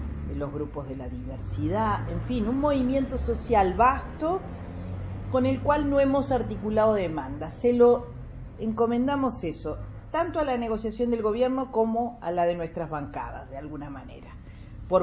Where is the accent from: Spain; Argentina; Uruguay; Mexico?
Uruguay; como todo uruguayo, así somos directores técnicos, así somos psicólogos